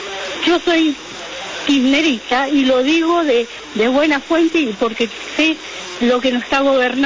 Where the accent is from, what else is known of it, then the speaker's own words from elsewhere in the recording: Libertad, Buenos Aires Province, Argentina; Queridos primos … de Libertad.